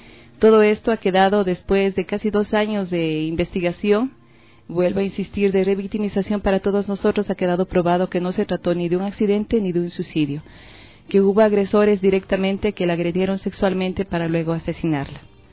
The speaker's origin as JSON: {"language": "Spanish", "country": "Ecuador", "said": "nosotros como ecuatorianas y ecuatorianas"}